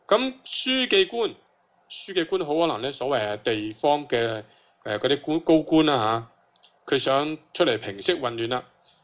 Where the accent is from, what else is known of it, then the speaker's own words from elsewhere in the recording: Hong Kong; 我哋香港人啊，你今日去示威抗议咧